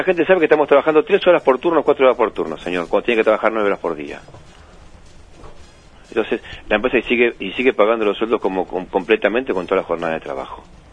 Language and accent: Spanish; Berazategui, Buenos Aires Province, Argentina; now in Roque Pérez, Argentina; De Berazategui.